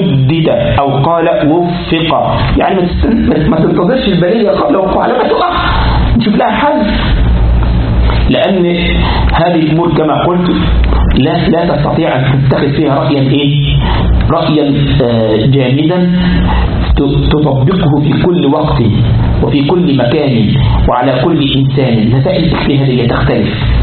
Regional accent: Egypt; عندنا في مصر يقول لك كده اسأل مجرب ولا تسأل طبيب

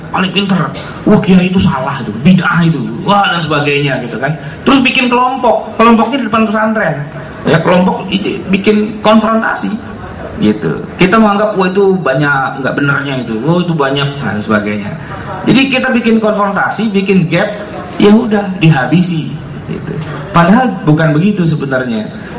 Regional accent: Jakarta, Indonesia; saya orang Betawi itu

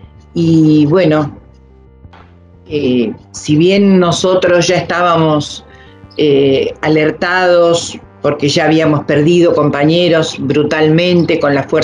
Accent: Mar del Plata, Buenos Aires Province, Argentina; yo soy oriunda de Mar del Plata, estábamos en Mar del Plata

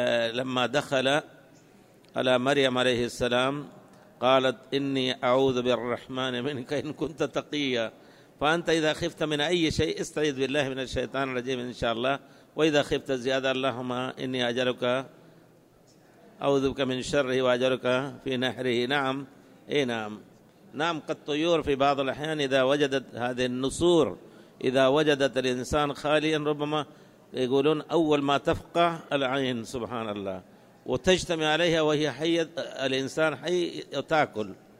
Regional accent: Libya; نحن من ليبيا جينا لمكة مباشرة ونحن في الطائرة أحرمنا

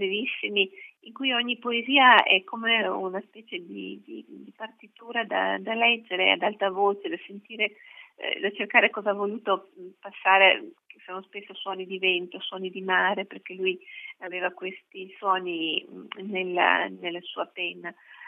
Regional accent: Vicenza, Veneto, Italy; Sì, io sono di Vicenza, una città bellissima.

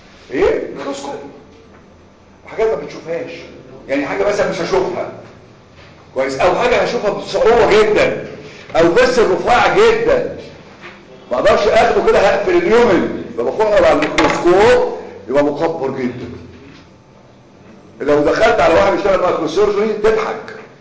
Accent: Cairo, Cairo Governorate, Egypt; عندنا في القاهره امبابه الهرم الجيزه

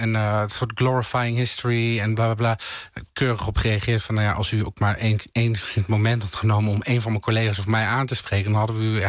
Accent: Tilburg, North Brabant, Netherlands; Maar ondertussen ben ik opgegroeid in de Molukse Indische wijk in Tilburg.

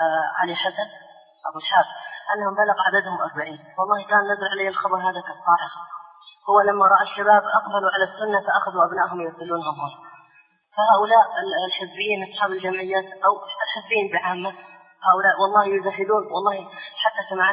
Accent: Hadramaut, Yemen; رجل صوفي عندنا في حضرموت

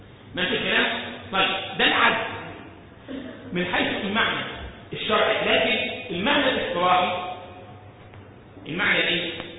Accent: Egypt; أنا مرة شفت واحد عندنا في مصر

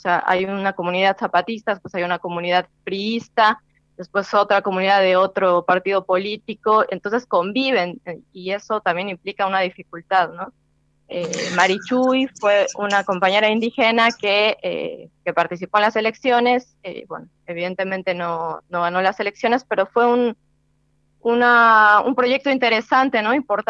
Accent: Argentina; yo creo que desde países como la Argentina, ¿no?, que estamos tan lejos geográficamente, y donde también el Estado funciona distinto a otros estados, ¿no? El Estado acá, no sé, por la historia del peronismo

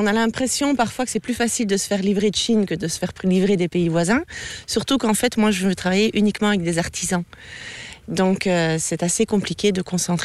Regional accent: Charleroi, Hainaut, Belgium; now in France; Alors, je viens de la région de Charleroi. Et puis, ça fait 14 ans que je vis dans la région.

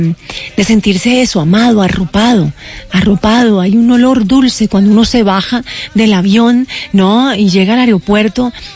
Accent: Cali, Valle del Cauca, Colombia; now in Bogotá, Colombia; Añoro profundamente Cali, adoro Bogotá con todo mi corazón, pero extraño mucho el sentir de la vallecaucanidad.

